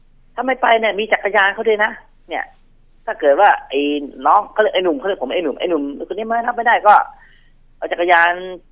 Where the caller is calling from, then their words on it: Bang Kapi, Bangkok, Thailand; บางกะปิครับผม